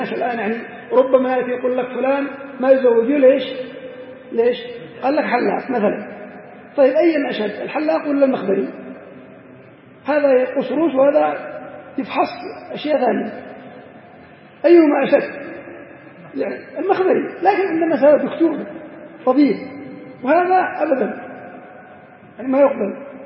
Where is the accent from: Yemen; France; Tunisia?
Yemen; المهم يختلف هذا من بلد إلى بلد. عندنا في اليمن في بعض الأماكن